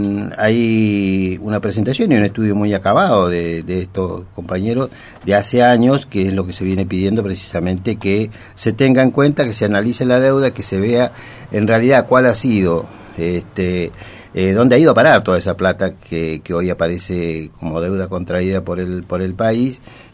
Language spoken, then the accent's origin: Spanish; Argentina; somos todos los argentinos los que pagamos la enorme riqueza